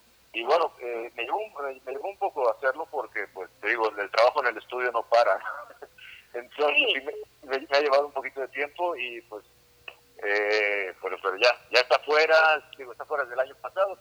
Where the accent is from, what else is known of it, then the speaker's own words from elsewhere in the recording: Mexico City, Mexico; born there; also born or lived in Campeche / Yucatán / Tabasco / Chiapas; Pues yo nací aquí en la Ciudad de México.